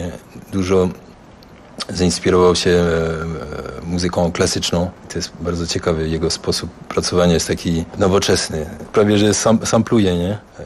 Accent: Paris, Île-de-France, France; Polish is a second language; ja z Paryża jestem

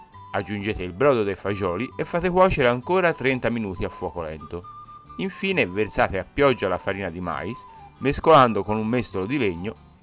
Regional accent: Tuscany, Italy; E da buon toscano vince la seconda.

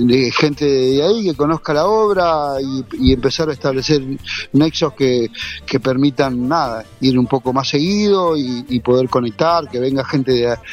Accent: San Marcos Sierra, Córdoba, Argentina; Estoy acá en mi pueblo, San Marcos Sierra, sí.

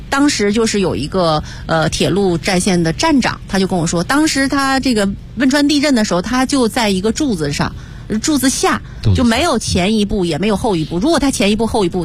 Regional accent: China; 我们都不要忘记我们是中国人

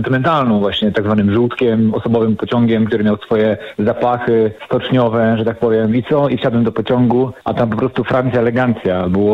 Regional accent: Stargard, West Pomeranian Voivodeship, Poland; moved away; 10 lat temu wyjechałem z Polski, a zanim wyjechałem, dużo jeździłem pociągami ze Stargardu do Szczecina na studia i do pracy.

